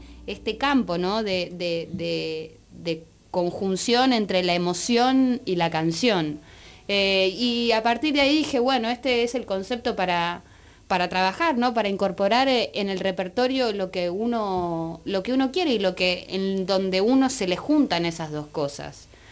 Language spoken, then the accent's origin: Spanish; Buenos Aires, Argentina; me represente como porteña, como argentina, como de la generación que soy